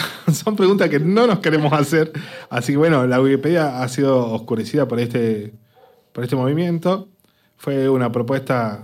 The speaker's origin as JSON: {"language": "Spanish", "country": "Argentina", "said": "Que es una cosa interesante, como argentino."}